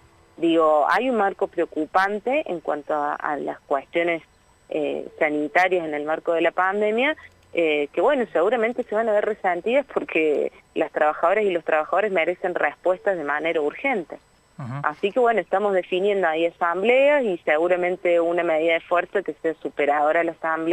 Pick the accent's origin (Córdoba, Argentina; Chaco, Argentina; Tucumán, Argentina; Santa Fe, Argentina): Córdoba, Argentina; Río Cuarto; Yo soy de Río Cuarto